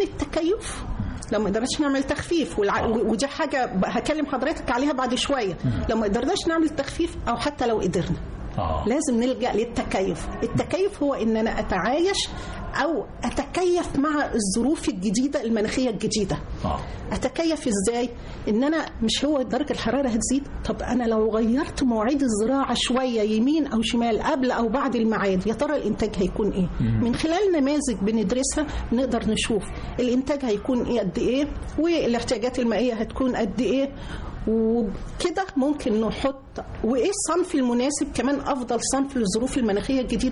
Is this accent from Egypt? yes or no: yes; Egypt; عندنا في مصر الحمد لله رب العالمين عندنا مساحات كبيرة جدا